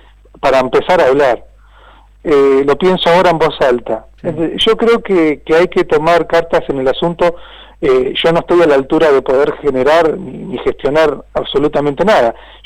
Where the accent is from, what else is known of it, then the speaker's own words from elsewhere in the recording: Cañuelas, Buenos Aires Province, Argentina; Y después digo que yo soy de Villa Raciti, yo soy de tal, yo soy del barrio Libertad